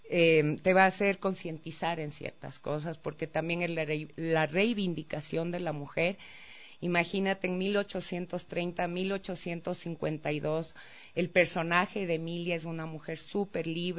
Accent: Mindo, Pichincha, Ecuador; born or raised there

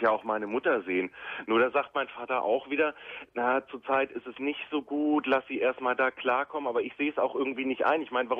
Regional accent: Hanover, Lower Saxony, Germany; wir kommen aus Hannover.

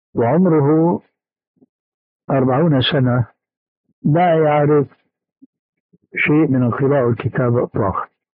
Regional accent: Damascus, Damascus Governorate, Syria; كما يقولون عندنا في دمشق الألف من المصريجة، المصريجة العصاية الطويلة عندنا

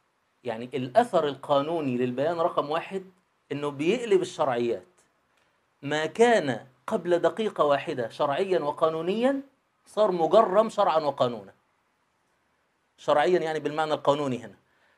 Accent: Egypt; يعني مثلاً إحنا كشعب مصري، الشعب اللي عايش فيه 2020 دلوقتي

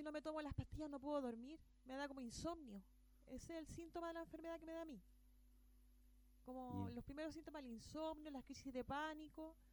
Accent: Santiago, Santiago Metropolitan Region, Chile; Y en Santiago, porque yo soy santiaguina, estaba en 10 pastillas.

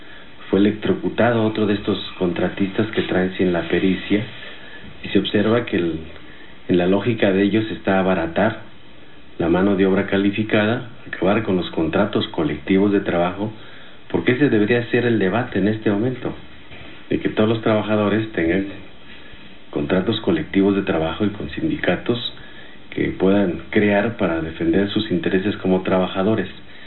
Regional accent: Mexico; las garantías para que tengamos las necesidades básicas como mexicanos.

